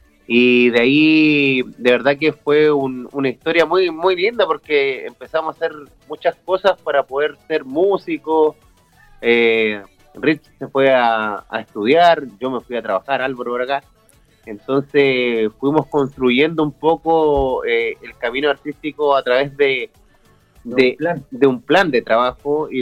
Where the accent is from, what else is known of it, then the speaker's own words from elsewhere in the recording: Chile; now in Santiago, Chile; salir del pueblo, que ya era un desafío, y me fui a la capital de Chile, a Santiago, a estudiar producción musical.